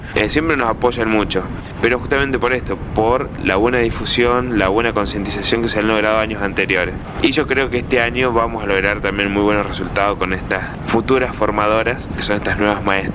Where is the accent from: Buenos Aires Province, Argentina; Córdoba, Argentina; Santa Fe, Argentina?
Córdoba, Argentina; Balnearia; el pueblo de Balnearia, que es donde somos originarios nosotros, sino los pueblos aledaños